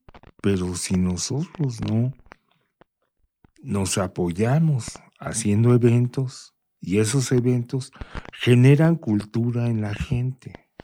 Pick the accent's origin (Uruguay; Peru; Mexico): Mexico; vamos a llenarnos de todo lo que nos hace grandes como mexicanos.